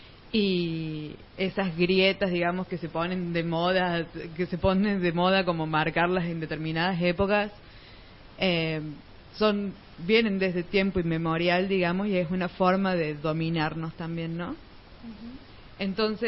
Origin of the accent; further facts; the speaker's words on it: Laguna Larga, Córdoba, Argentina; yo soy de la Pampa Gringa, mi amor. Soy de Laguna Larga, allá Ruta 9 hasta Villa María, sur de Córdoba